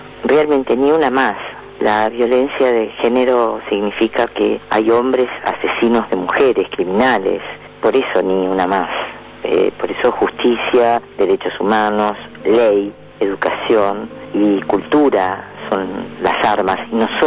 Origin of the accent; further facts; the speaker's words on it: Argentina; Soy argentina